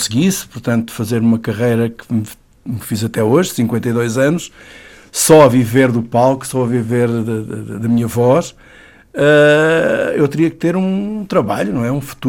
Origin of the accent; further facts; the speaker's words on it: Mourão, Évora, Portugal; born there; Olha, eu nasci no Alentejo, nasci numa vila pequenina, muito bonita, com gente maravilhosa, que é Mourão